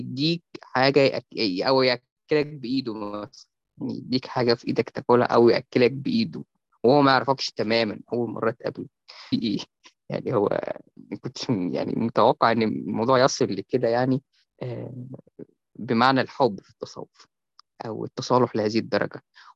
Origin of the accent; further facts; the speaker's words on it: Cairo, Cairo Governorate, Egypt; وأنا يعني ابن القاهرة